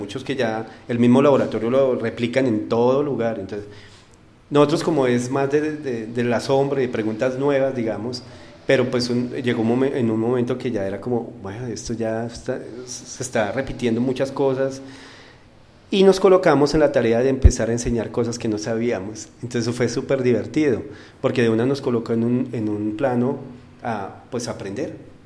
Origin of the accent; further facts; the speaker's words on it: Garagoa, Boyacá, Colombia; el sitio donde yo nací, que es Garagoa. Mi familia es de Macanal.